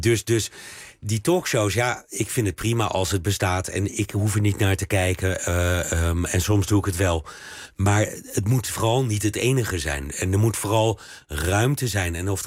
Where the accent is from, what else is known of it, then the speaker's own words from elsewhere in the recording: Belgium; Dat is ook waar je als Belg heel erg over verbaast.